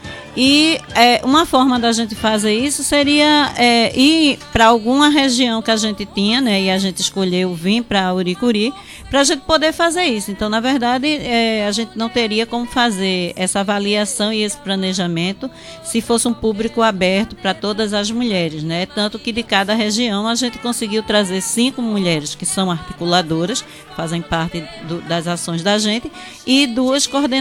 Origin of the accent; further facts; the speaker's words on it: Afogados da Ingazeira, Pernambuco, Brazil; no Pajeú eu sou de Afogados da Ingazeira, né? E ao redor de Afogados a gente tem Sertane, Guaraci, Tabira, Carnaíba, né? Fica um pouco próximo de Triunfo.